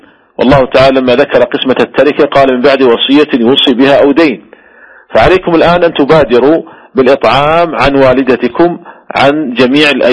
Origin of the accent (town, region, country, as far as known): Saudi Arabia